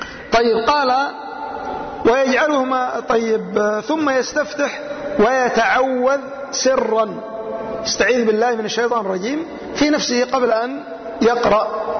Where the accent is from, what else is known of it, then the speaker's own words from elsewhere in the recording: Yemen; أناس عندنا في اليمن يسيرون على هذا الطريق